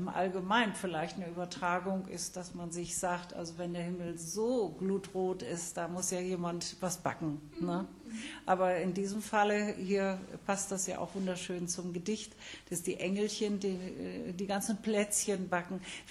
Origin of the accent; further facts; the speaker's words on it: Cloppenburg, Lower Saxony, Germany; Aber geboren bin ich in Kloppenburg und da bin ich auch in die Schule gegangen. Und da sprach man doch sehr oft noch Plattdeutsch.